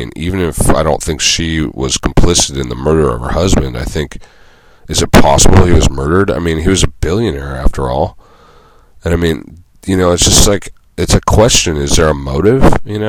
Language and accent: English; Santa Cruz, California, United States; In my hometown of Santa Cruz